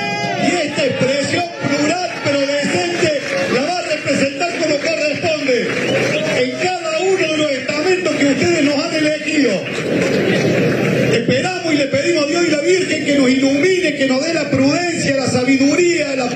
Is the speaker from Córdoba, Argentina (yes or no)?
yes; Córdoba, Argentina; Desde el corazón se lo digo como un cordobés orgulloso de este pueblo de Córdoba.